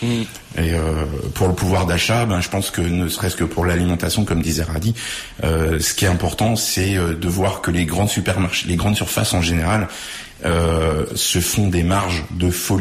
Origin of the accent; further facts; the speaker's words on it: Corquilleroy, Centre-Val de Loire, France; nous, on est de Corquay-le-Roi, à côté de Montargis.